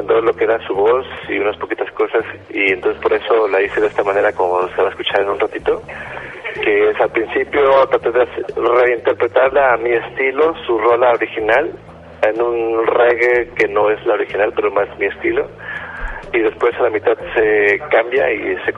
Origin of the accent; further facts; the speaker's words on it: Veracruz, Mexico; now in Playa del Carmen, Mexico; En Playa tengo como 4 años más o menos. Antes estaba en Veracruz, yo soy jarocho para toda la banda